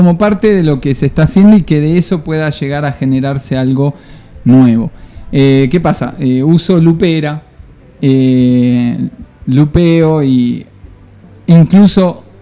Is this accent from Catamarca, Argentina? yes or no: no; Buenos Aires, Argentina; now in Tandil, Argentina; No, de Capital.